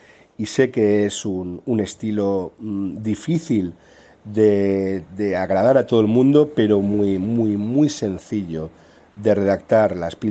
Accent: Valencia, Valencian Community, Spain; la Semana Santa de mi pueblo marinero, del Grao, del Cabañal, del Cañamelar

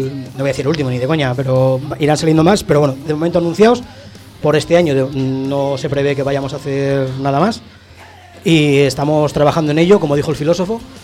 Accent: La Rioja, Spain; Somos riojanos, que somos tres

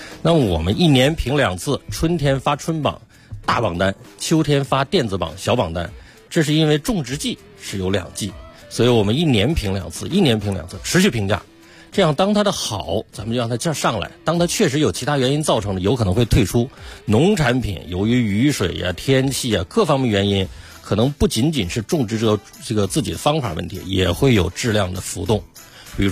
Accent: Gansu, China; 比如说我是甘肃人，我小时候就吃一款瓜叫白兰瓜

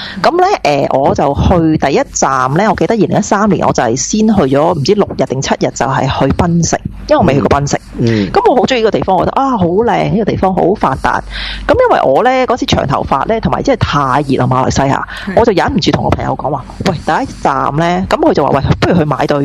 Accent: Australia; 因為知道我哋澳洲人。

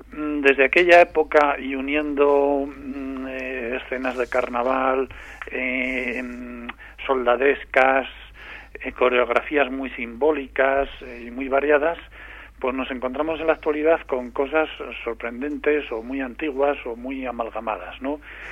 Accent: Calahorra, La Rioja, Spain; Sí, yo soy de Calahorra, sí.

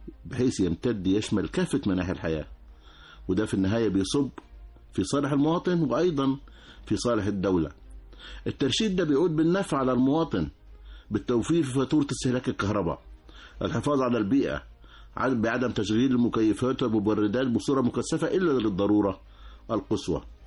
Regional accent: Egypt; يعني إحنا من عادتنا كمصريين بشتري الحاجة مع الكتالوج بتاعها

